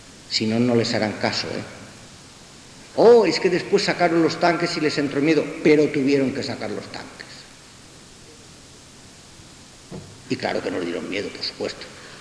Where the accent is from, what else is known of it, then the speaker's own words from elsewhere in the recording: Balearic Islands, Spain; salvo, yo soy mallorquín, salvo las Islas Baleares